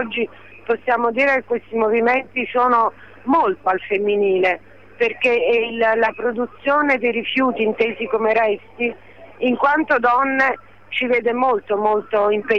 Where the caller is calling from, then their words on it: Naples, Campania, Italy; Sono di Napoli